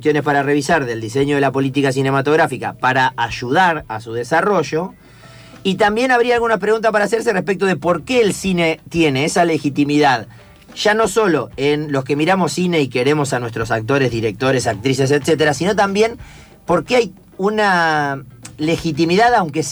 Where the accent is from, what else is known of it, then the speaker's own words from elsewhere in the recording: Tres Lomas, Buenos Aires Province, Argentina; hablamos de mi pueblo, de Tres Lomas.